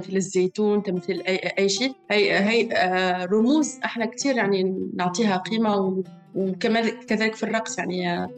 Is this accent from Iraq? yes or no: no; Tunisia; انا تربيت في تونس، تربيت على الاغاني … ، الاغاني والافلام المصريه